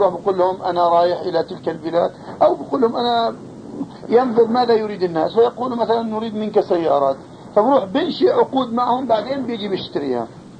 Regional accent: Jordan; عندنا في الأردن

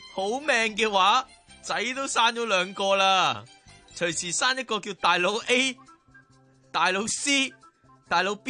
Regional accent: Hong Kong; 至于我哋香港人系用2.4 beta 版本嘅

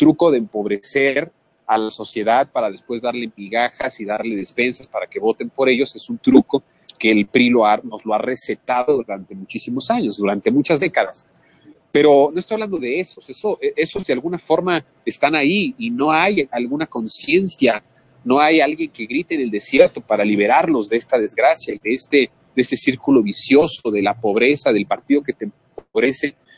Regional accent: Mexico; seguimos siendo los mexicanos, esos mexicanos que nos dejamos engañar, que nos dejamos manipular.

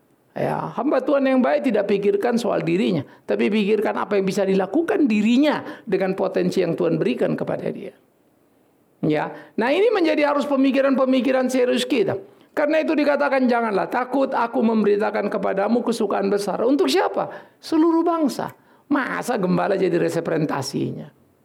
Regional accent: North Sumatra, Indonesia; Oh, saya kampung saya lain kok. Saya tulen orang Batak.

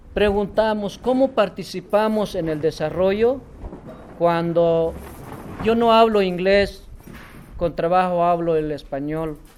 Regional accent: Chiapas, Mexico; yo fui de Chiapas y me siento, soy chiapaneco. Yo me siento en mi casa ahora que estoy.

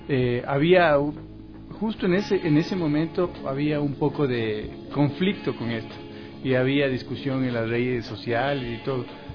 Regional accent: Ecuador; al final de cuentas somos ecuatorianos haciendo algo que es en un idioma universal.

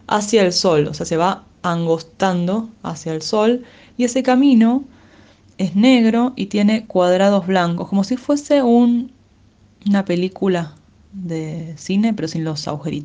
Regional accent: Lanús, Buenos Aires Province, Argentina; Estoy aquí para contarles cómo es la bandera de mi ciudad, la ciudad de Lanús, en la cual nací en 1986. En realidad, para ser honesta, no nací en Lanús

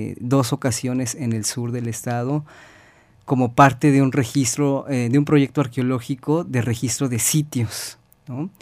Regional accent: Mexico; Ya todos somos mexicanos, pero todos tenemos orígenes culturales muy, muy diversos, ¿no?

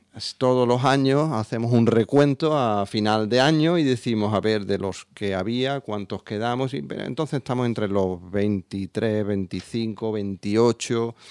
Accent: Andalusia, Spain; Somos del Aljarafe. El Aljarafe sevillano, sí, hay que atravesar el río, hay que por Triana y los Remedios, hay que atravesar el Aljarafe, una comarca muy próxima, con mucha población, una pequeña meseta con muchas localidades todas muy próximas.

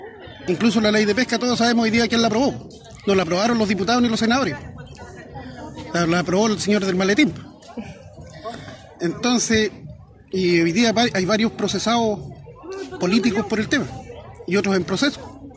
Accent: Tubul, Biobío, Chile; soy presidente de la comunidad indígena Nehuel Lapken Mapu. Somos de Tubul.

